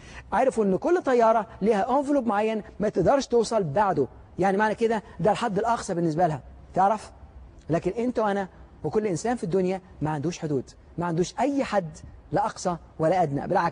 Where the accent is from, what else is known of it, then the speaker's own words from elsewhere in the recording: Alexandria, Alexandria Governorate, Egypt; عندنا في منطقه في اسكندريه اللي انا كنت عايش فيها، اتولدت فيها في اسكندريه،